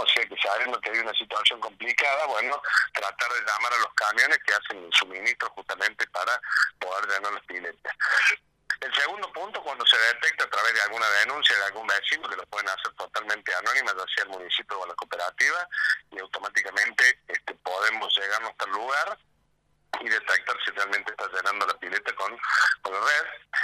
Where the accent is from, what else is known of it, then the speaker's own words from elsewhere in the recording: Sierra Chica, Buenos Aires, Argentina; los nativos que somos de acá de Sierra Chica, ya estamos como acostumbrados a la situación hídrica